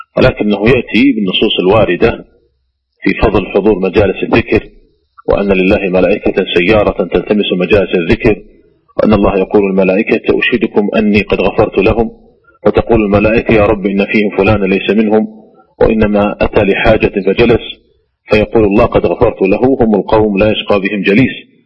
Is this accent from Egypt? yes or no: no; Saudi Arabia; وعندنا في المملكة العربية السعودية ولله الحمد المحكمة العليا